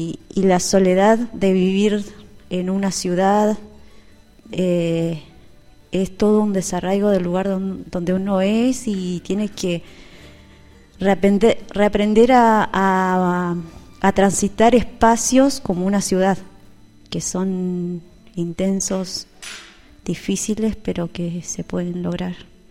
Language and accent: Spanish; Anecón Grande, Río Negro, Argentina; Yo soy de Anecón Grande, un poco más en el centro de la línea sur, donde está todo el viento y la sequía, de por allá. Hice la escuela primaria en la escuela de ahí, de la comunidad